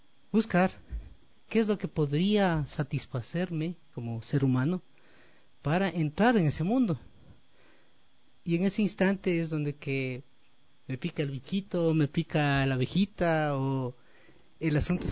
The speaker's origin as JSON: {"language": "Spanish", "town": "Latacunga", "region": "Cotopaxi", "country": "Ecuador", "lives_now": "Quito, Ecuador", "said": "yo soy, primero soy de La Tacunga y estoy aquí como ya como 38 años viviendo en Quito."}